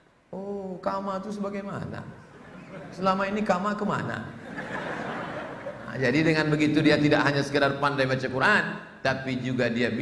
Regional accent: Java, Indonesia; Aku ya orang Jawa Pak Ustaz, sapa sing ngomong aku wong Melayu?

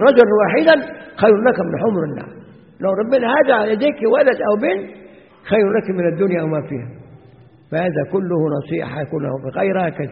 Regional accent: Egypt; now in Zawiya, Libya; وعندنا في مصر ساعات بعض النساء الخرافيات تيجي ساعة الجمعة

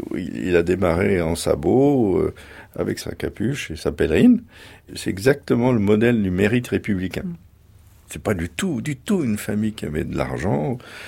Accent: Anould, Grand Est, France; born there; Je suis né dans les Vosges, Mon père est né dans les Vosges, mon grand-père est né dans les Vosges, dans un petit village, tous les trois.

